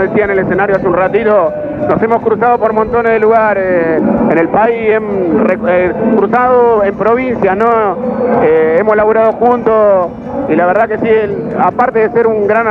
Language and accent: Spanish; Florencio Varela, Buenos Aires Province, Argentina; soy del otro lado del mundo, soy de la zona sur, soy de Florencio Varela